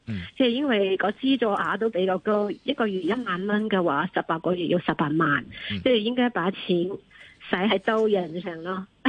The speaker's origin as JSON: {"language": "Cantonese", "country": "China", "lives_now": "Hong Kong", "said": "类似我从内地嚟到香港，喺香港生活"}